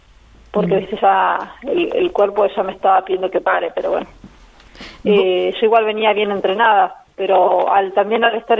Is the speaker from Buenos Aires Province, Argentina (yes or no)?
no; Neuquén, Argentina; now in Buenos Aires, Argentina; Yo soy de Neuquén, nací en Neuquén, pero viajé de Buenos Aires, donde estoy con mi familia.